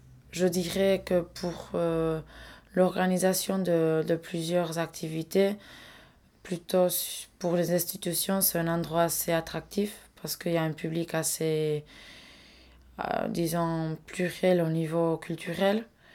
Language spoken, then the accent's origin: French; Nouvelle-Aquitaine, France; En tant que basque et indépendantiste, j'essaie toujours d'éliminer cette frontière.